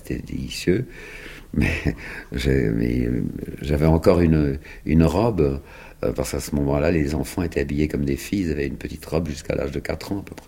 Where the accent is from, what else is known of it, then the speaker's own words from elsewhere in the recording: Bègles, Nouvelle-Aquitaine, France; je suis né à Bègles, dans la banlieue de Bordeaux. On avait un grand jardin, et dans ce grand jardin, j'avais 3 ans et demi quand les Américains sont arrivés en 1917. Je suis né en février 1914.